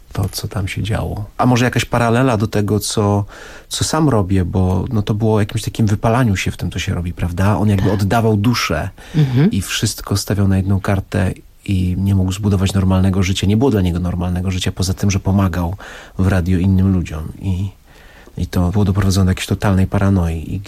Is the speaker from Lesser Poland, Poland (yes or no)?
yes; Oświęcim, Lesser Poland, Poland; urodziłem się w Oświęcimiu, moja mama, moja siostra z rodziną mieszka w Brzezińce, w domu, z którego widać obóz. Byłem wściekły jako dziecko, że mieszkam w takim miejscu